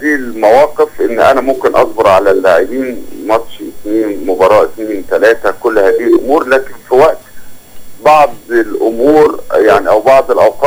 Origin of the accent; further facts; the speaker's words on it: Alexandria, Alexandria Governorate, Egypt; انا من ابناء اسكندرية فاقدر عارف امكانيات المحافظة